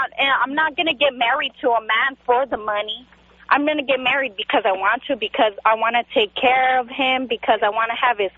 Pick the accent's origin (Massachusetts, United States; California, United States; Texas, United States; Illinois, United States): California, United States; born there; My parents are from Mexico. I was born here in California.